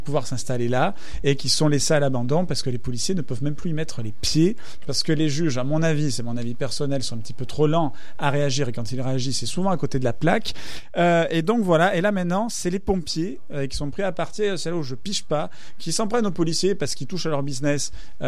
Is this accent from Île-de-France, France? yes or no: no; Marseille, Provence-Alpes-Côte d'Azur, France; Moi, je viens de Marseille, il y a des endroits où tu peux même plus rentrer.